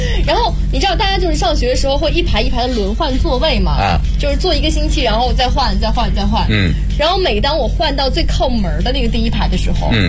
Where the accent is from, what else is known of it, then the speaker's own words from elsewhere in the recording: Jiangsu, China; 就你知道我们南方城市，我是江苏人、我是不供暖的、